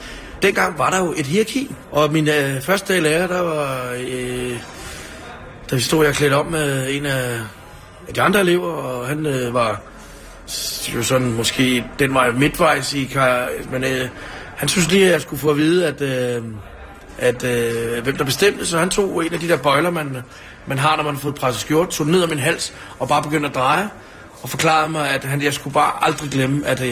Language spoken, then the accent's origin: Danish; Ishøj, Capital Region of Denmark, Denmark; jeg er fra Ishøj, og hvad hedder det? Jeg tror, man kan gøre mange ting, men man får nok ikke helt Ishøj ud af en Ishøj-dreng.